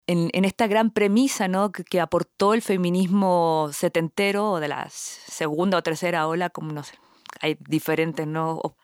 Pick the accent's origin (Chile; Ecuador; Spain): Chile; Yo particularmente, que soy chilena, o sea, nací en Chile